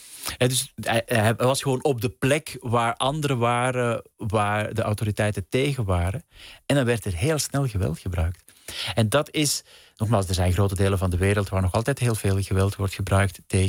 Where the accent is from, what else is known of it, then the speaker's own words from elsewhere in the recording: Belgium; bijvoorbeeld in België waar ik vandaan kom